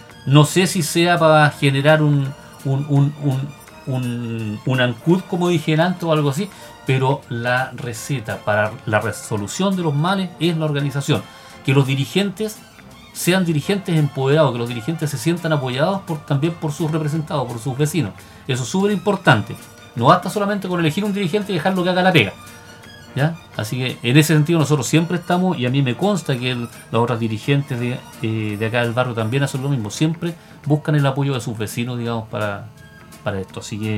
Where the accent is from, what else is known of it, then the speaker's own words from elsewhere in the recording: Bulnes, Ñuble, Chile; now in Concepción, Chile; Bueno, no, yo soy bulnense. Yo nací en Bulnes. Me malcrié en Bulnes, como digo. Y después llegué acá el año 85. Llegué a Concepción en general